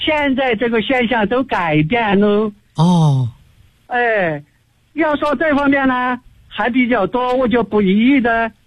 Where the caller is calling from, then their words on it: Chengdu, Sichuan, China; 我是成都的一名学员。